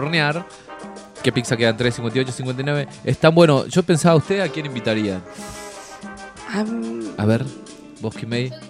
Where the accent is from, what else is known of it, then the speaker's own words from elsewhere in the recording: Aluminé, Neuquén, Argentina; De Aluminé, de Neuquén.